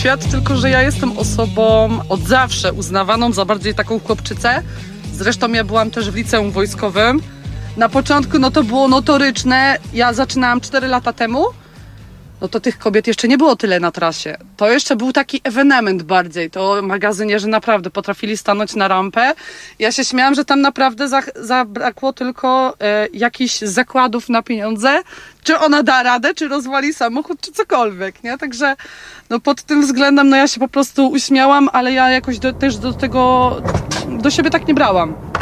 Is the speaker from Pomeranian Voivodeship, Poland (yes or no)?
yes; Pomeranian Voivodeship, Poland; Ja jestem miłośniczką kaszub. Ja się zresztą na Kaszubach wychowałam i jakoś to jest chyba moje miejsce na ziemi.